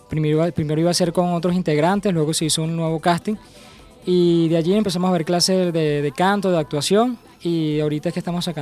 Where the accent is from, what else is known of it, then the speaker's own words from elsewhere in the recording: Guatire, Miranda, Venezuela; born there; Bueno, yo nací en Guatire